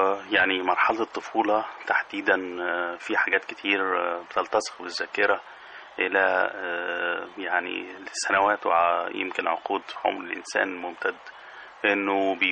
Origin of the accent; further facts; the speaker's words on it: Sheikh Fadl, Minya Governorate, Egypt; بلدي المنيا، القرية اللي أنا خرجت منها، قرية الشيخ فضلي في شرق النيل في محافظة في مركز بني مزار، كان لي ذكريات خاصة جدا وطابع خاص جدا. قرية في حضن الجبل كانت تجمع بين الخضرة والصحراء